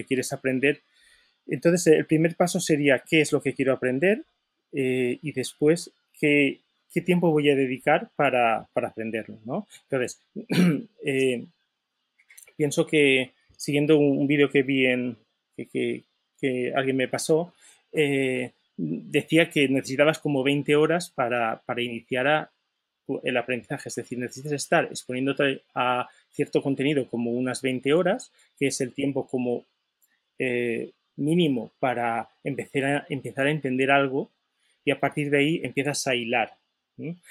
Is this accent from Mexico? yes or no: no; Valencia, Valencian Community, Spain; soy de Valencia, por eso el nombre es tan valenciano.